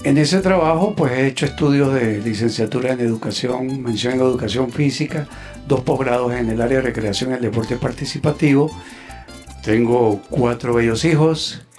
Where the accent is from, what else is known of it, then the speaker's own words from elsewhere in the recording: La Grita, Táchira, Venezuela; Soy nativo de la tienda en el Táchira, La Grita.